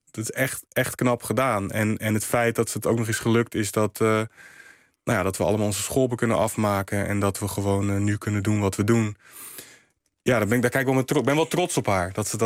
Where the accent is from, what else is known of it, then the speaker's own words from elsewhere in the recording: Rotterdam, South Holland, Netherlands; Krooswijk is een hele diverse wijk. En dus ik groeide ook op met allerlei culturen. Als in, ik ben Congolees-Nederlands en ik heb echt wel van beide kanten veel meegekregen. Maar ik groeide ook op in een buurt met een hele grote Marokkaanse gemeenschap en een Surinaamse gemeenschap.